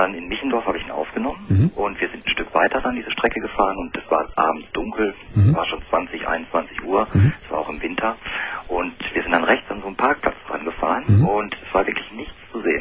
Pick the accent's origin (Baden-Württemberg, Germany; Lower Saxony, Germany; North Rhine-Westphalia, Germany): Lower Saxony, Germany; Hannover; Ich komme eigentlich aus Westdeutschland, Hannover, die Gegend.